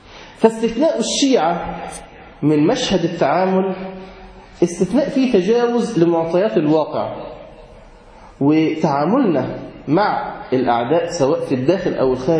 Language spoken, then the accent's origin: Arabic; Egypt; إحنا نعرف عندنا في مصر السياحة الدينية بتروح مكان واحد